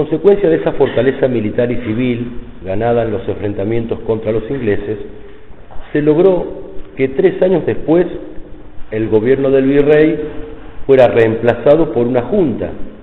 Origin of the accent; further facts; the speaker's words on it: Argentina; como argentinos, tenemos la obligación ante Dios de rescatar a la patria de su cautiverio